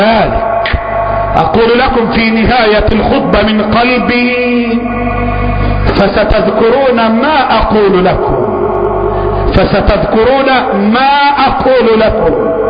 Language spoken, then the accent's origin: Arabic; Egypt; اللهم احفظ بلدنا مصر